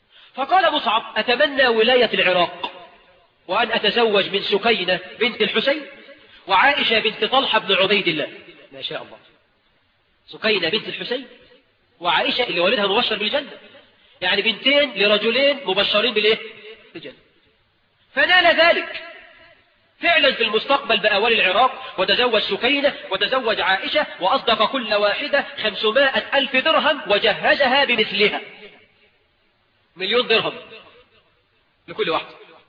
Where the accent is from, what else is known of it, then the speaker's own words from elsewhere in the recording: Egypt; وإحنا كمصريين نطلق الجزء ونريد به الكل